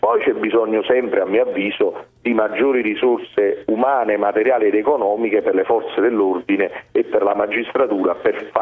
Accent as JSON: {"language": "Italian", "town": "Naples", "region": "Campania", "country": "Italy", "said": "lo dico da napoletano"}